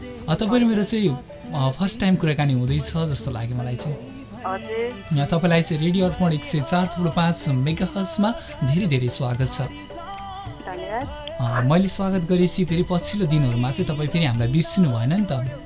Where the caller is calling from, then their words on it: Bhandara, Bagmati, Nepal; भण्डाराबाट